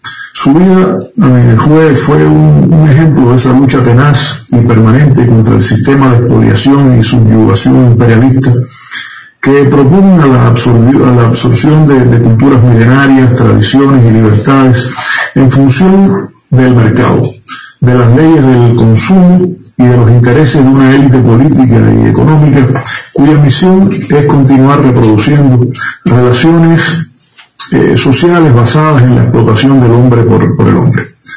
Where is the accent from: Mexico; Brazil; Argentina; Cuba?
Cuba; Como cubanos revolucionarios, pues sentimos el sano orgullo